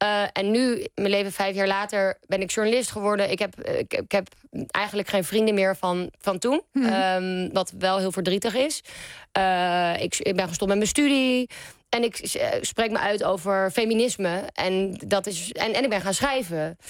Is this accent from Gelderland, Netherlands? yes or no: no; Amsterdam, North Holland, Netherlands; want ik kom uit Amsterdam, waar ik dus nu weer woon.